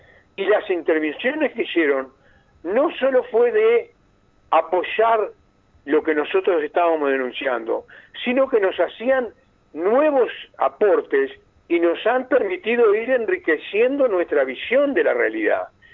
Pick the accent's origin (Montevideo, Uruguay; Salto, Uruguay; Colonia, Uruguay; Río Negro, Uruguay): Río Negro, Uruguay; Fray Bentos; En particular, en mi pueblo, Fray Bentos, la situación está grave, está muy grave.